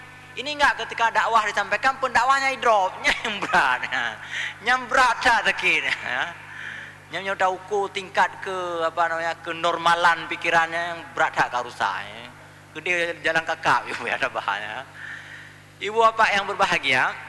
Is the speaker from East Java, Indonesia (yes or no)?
no; West Sumatra, Indonesia; betapa saya di masa-masa remaja menuntut ilmu agama di sana, di Sumatera Barat. Itu alah, karut cerita kampung gua.